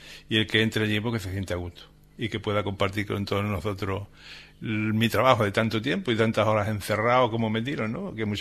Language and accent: Spanish; Cádiz, Andalusia, Spain; como decimos los gaditanos.